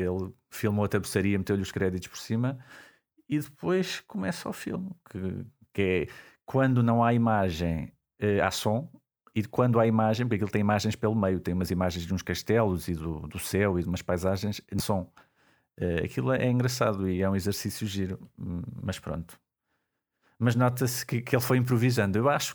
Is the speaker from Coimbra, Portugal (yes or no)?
yes; Coimbra, Portugal; Eu sou de Coimbra.